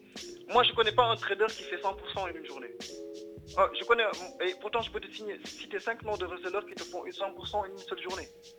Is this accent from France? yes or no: no; Senegal; je viens du Sénégal.